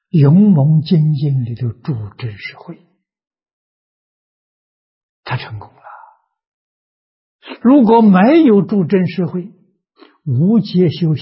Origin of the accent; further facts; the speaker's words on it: China; 我们中国人讲如鼎足而立